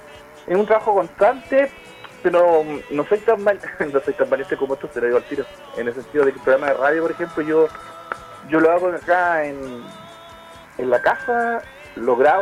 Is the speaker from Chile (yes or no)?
yes; Antofagasta, Chile; also born or lived in Valle del Huasco; Sí, yo soy huasquino. Nací en el Valle del Huasco, pero sí. A los pocos años me vine a Antofagasta